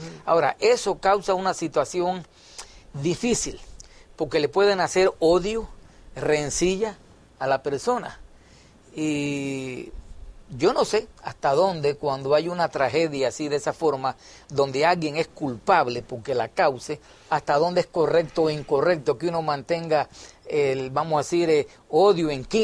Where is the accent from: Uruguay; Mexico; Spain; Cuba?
Cuba; Allá en mi país, en Cuba, en aquel entonces